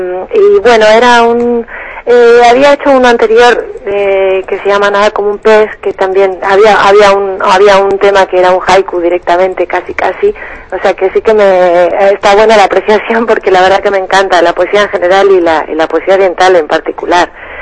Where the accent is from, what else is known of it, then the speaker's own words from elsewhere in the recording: Palencia, Castile and León, Spain; born there; nací en Palencia, que es una ciudad muy chiquita, es como Valencia, la de las paellas, pero con P